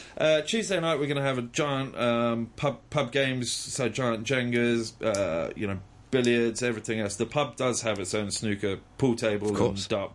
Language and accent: English; United Kingdom; being British myself